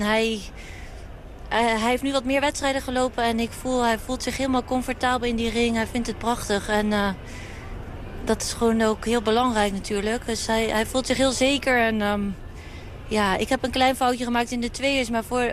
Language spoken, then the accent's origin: Dutch; Groningen, Netherlands; Nou, ik kom uit Groningen en je weet dat zijn nuchtere mensen